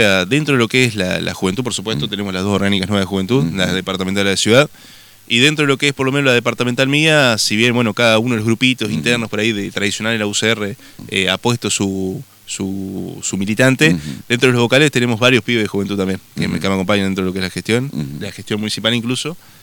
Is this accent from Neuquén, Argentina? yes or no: no; Concordia, Entre Ríos, Argentina; Los chicos, o sea, saben que yo soy de Concordia